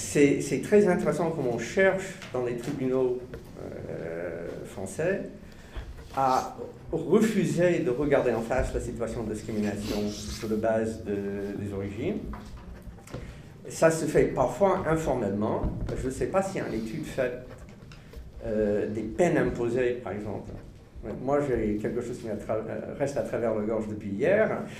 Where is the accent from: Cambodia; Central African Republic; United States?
United States; French is a second language; now in France; Moi je suis américain d'origine, mais je vis en France depuis 30 ans